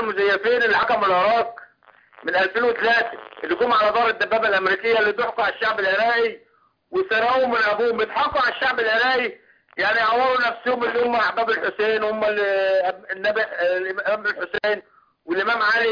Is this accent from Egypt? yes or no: yes; Egypt; أنا مواطن مصري لا أتبع لأي حزب سياسي ولا أي، أنا من عامة الشعب المصري